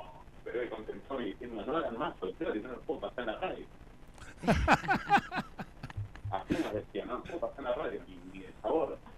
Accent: Buenos Aires, Argentina; Y nosotros, como porteños, sentíamos que éramos más rockeros, más punk que los punk

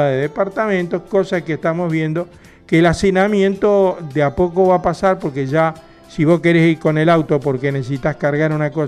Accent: Argentina; estamos hablando de Argentina, porque somos argentinos, vivimos acá

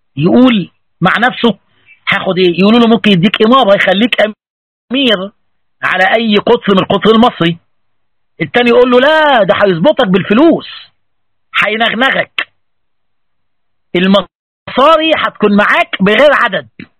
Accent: Egypt; زي بيقولوا عندنا في مصر

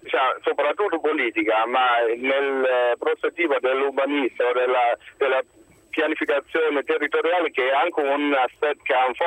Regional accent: Germany; Italian is a second language; now in Rome, Italy; Io sono tedesco, vivo in Italia da 12 anni, sono laureato in pianificazione territoriale in Germania

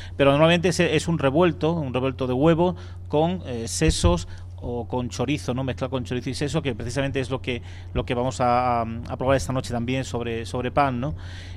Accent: Extremadura, Spain; Yo siempre escuché en mi tierra, en Extremadura, a mis padres y a mis abuelos decir

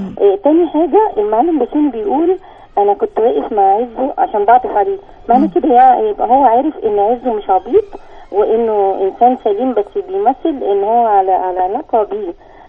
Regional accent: Giza, Giza Governorate, Egypt

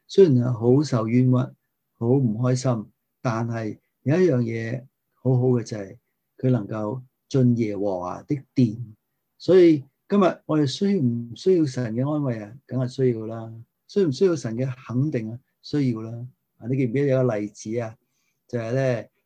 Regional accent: Guangdong, China; 我哋广东人有一句系咩？

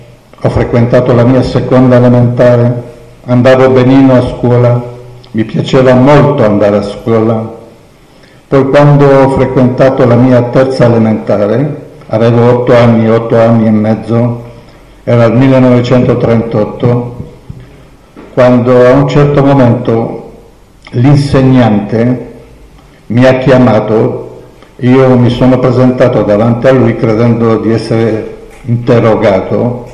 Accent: Rhodes, South Aegean, Greece; now in Italy; sono nato a Rodi, nell'isola delle Rose. Facevo parte di una comunità ebraica composta da 5.000-6.000 persone.

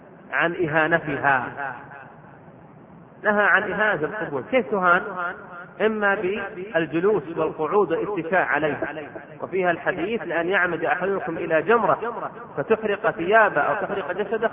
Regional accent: Riyadh, Riyadh Province, Saudi Arabia; وعندنا في الرياض وغيرها يشدد في هذا الموضوع

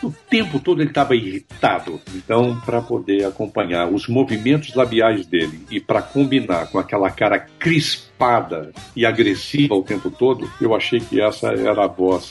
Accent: Minas Gerais, Brazil; Eu não sou carioca, tá, gente? Sou mineiro.

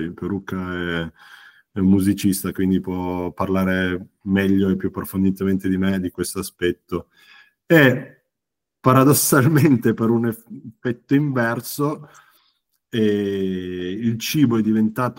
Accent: Turin, Piedmont, Italy; noi siamo di Torino

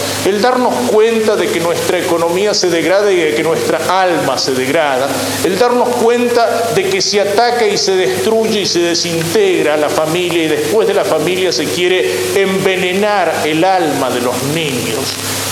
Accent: Argentina; el hacernos tomar conciencia de nuestra responsabilidad como argentinos

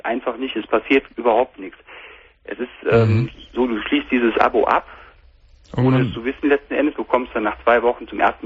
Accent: North Rhine-Westphalia, Germany; Ich komme aus der Nähe von Köln.

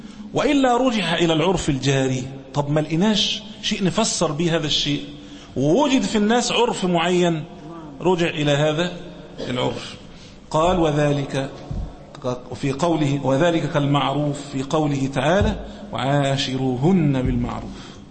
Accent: Egypt; مثلا عندنا في مصر هنا عرفا

